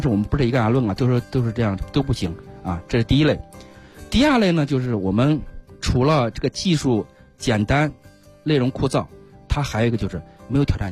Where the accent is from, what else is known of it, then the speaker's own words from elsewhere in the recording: China; 我们中国人实际上对这个极限运动也好，好多一冒险运动也好，实际上兴趣点不是那么高的啊